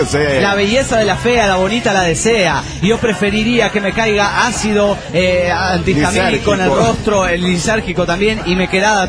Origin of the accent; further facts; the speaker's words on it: Asunción, Paraguay; de Asunción.